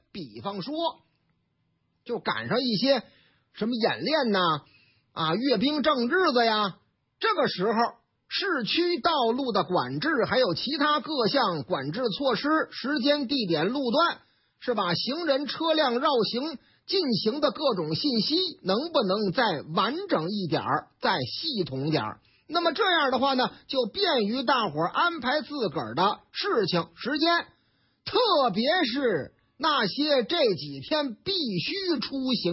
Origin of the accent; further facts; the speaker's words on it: Beijing, China; 不过呢，在这个之前还是先说说咱的老家哪儿啊，北京啊。